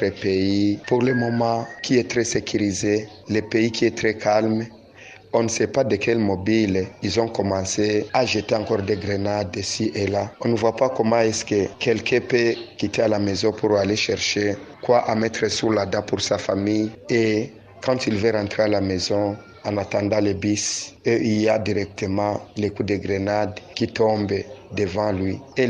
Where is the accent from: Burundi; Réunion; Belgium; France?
Burundi; Moi, en tant que Burundais, vraiment, je suis très, très choqué